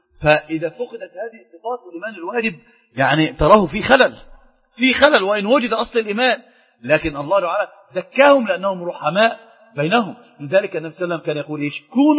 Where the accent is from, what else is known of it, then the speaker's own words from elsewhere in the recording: Sohag Governorate, Egypt; انا من سوهاج اخويا. من الزوك الغربية. المنيا ايه؟ والله ما شفتها يا شيخ والله. لكن انا اعرف ان انا من سوهاج